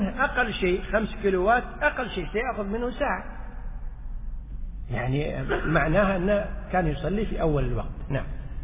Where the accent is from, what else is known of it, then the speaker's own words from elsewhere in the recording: Kuwait; مثل ما احنا عندنا في الكويت والله الحمد، جميع الصلوات تصلى في أول الأوقات